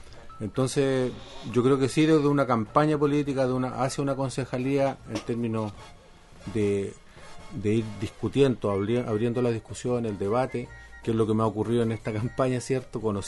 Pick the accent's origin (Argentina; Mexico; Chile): Chile; Nos tenemos que formar cívicamente como chilenos, como país.